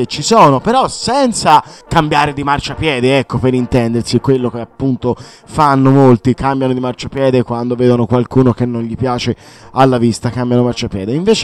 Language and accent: Italian; Tuscany, Italy; alla fine io sono toscano